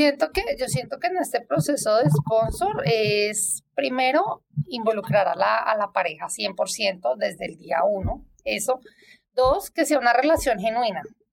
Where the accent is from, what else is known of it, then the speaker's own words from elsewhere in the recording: Bogotá, Colombia; now in Toronto, Canada; yo soy de Bogotá, siempre nací allá, crecí allá